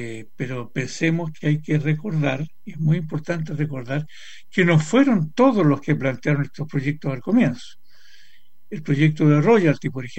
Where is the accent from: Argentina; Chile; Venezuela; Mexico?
Chile; la pregunta que nosotros como chilenos debemos hacernos